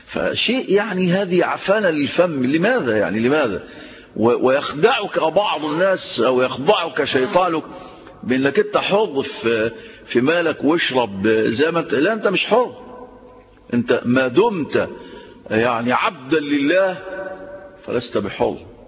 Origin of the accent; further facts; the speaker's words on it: Egypt; عندنا في مصر 20 مليون مدخن